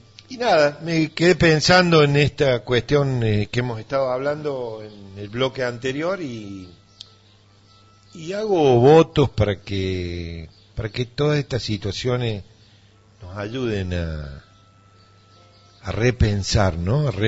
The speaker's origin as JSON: {"language": "Spanish", "town": "Villa Dolores", "region": "Córdoba", "country": "Argentina", "tie": "born or raised there", "said": "una realidad que es la que supe vivir yo durante mi niñez, mi adolescencia, aquí en Tras la Sierra. Solía vivir en Villa Dolores, nací en Villa Dolores también"}